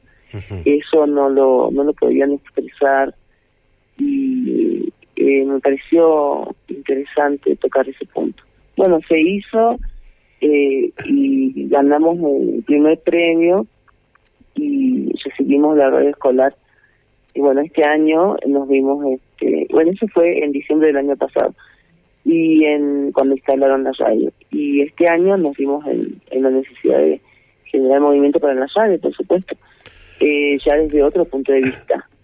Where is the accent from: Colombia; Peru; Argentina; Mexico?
Argentina; Humahuaca, Jujuy; No, yo trabajo y vivo acá, pero soy de Humahuaca.